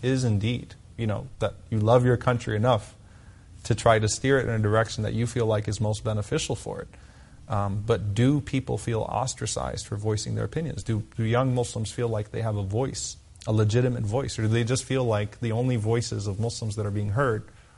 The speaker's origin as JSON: {"language": "English", "country": "United States", "said": "I'm an American. I don't have another passport."}